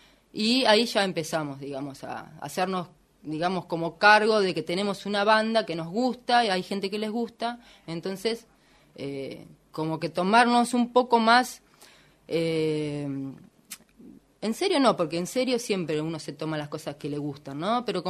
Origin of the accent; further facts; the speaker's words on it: Buenos Aires, Argentina; also born or lived in Tres Arroyos; Yo soy de Oriente, un pueblito muy chiquitito, claro, que queda cerca de Bahía Blanca.